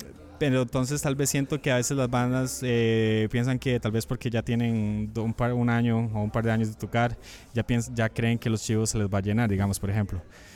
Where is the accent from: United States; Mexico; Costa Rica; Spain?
Costa Rica; Que es tan rica como la costarricense, que somos un país de 5 millones